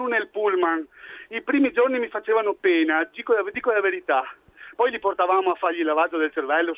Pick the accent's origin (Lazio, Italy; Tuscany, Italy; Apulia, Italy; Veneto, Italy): Veneto, Italy; tenga presente che però io non sono di Milano, sono della campagna del Polesine